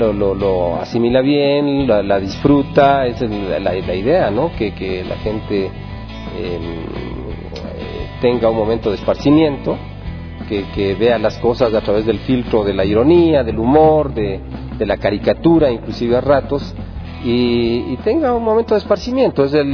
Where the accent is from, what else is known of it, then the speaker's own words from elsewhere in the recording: Quito, Pichincha, Ecuador; hasta llegar al aborigen quitense, que es la especie que nos corresponde como quiteños que somos.